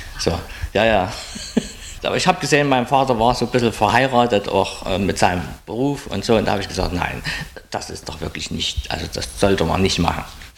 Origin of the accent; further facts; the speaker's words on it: Saxony, Germany; Also, ich bin im Dorf geboren, im Erzgebirge, etwas hügelig schon, ganz kleines Dorf, im Pfarrhaus sozusagen geboren.